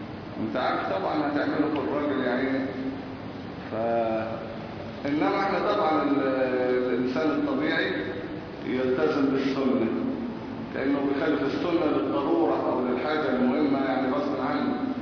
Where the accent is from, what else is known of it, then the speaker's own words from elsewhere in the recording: Egypt; فاللي ماشي عندنا في مصر ايه؟ سبعة غير تكبيرة الإحرام